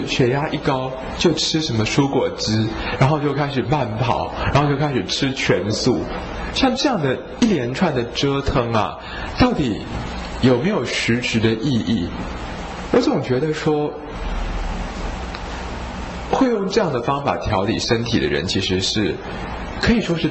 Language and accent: Chinese; Taiwan; 你看我们台湾人跟那些北方人比啊，我们的皮肤底下那层脂肪就是这样比较厚一点松松的